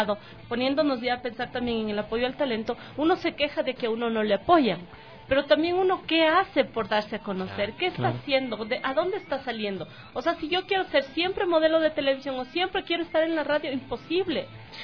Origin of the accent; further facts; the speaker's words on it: Ecuador; nosotros como ecuatorianos, si tenemos un defecto